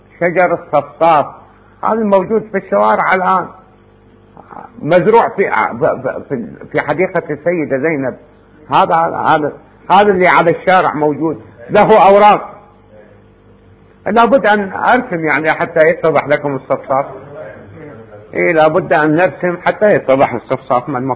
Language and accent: Arabic; Iraq; احنا عندنا بالعراق يسموه كلبتوز